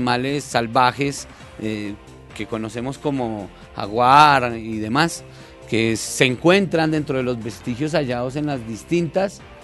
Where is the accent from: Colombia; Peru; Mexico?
Colombia; Soacha, Cundinamarca; sus costumbres, su vida, desde la parte antigua hasta la parte del presente, pero sobre todo aborda lugares que en nuestra memoria, en la memoria de los soachunos, aún ya desaparecieron